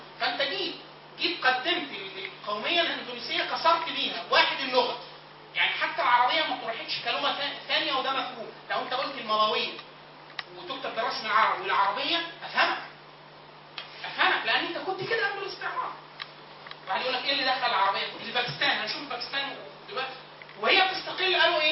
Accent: Egypt; مش عيب ان الواحد اقول ان انا مصري، واقول ان انا عربي، واقول ان انا مهندس.

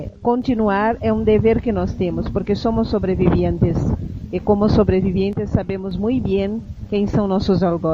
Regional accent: South Region, Brazil; first language Portuguese; Spanish is a second language; soy de Brasil, do sul do Brasil, un estado de población en su mayoría blanca, pero que tenemos muchos inmigrantes

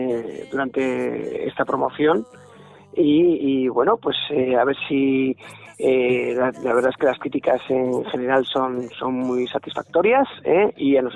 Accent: Miranda de Ebro, Castile and León, Spain; nosotros somos de Miranda de Ebro, en la provincia de Burgos

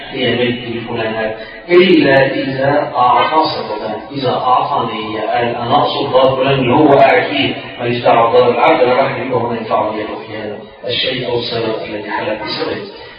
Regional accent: Egypt; لان مش الغدا عندنا احنا او كمصريين الغدا وقت الظهر

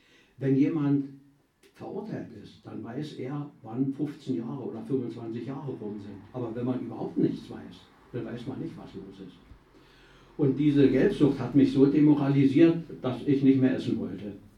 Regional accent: Brandenburg, Germany; Jetzt stamme ich aus der Niederlausitz und da gibt es so ein Traditionsgericht, wie vielleicht über alle, Pellkartoffeln mit Quark und Leinöl.

